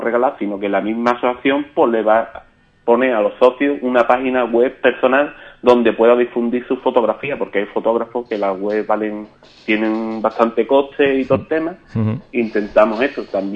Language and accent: Spanish; San José del Valle, Andalusia, Spain; Yo soy de San José del Valle